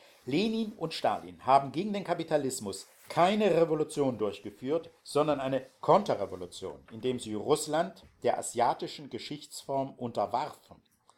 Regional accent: Dresden, Saxony, Germany; Also ich als Dresdner

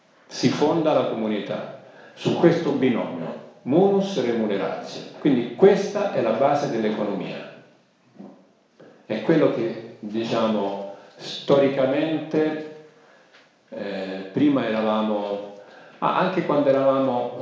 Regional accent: Sicily, Italy; Io sono siciliano d'origine

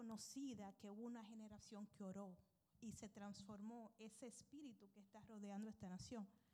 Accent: Dajabón, Dominican Republic; nos criamos juntos en mi pueblo, en Dajabón

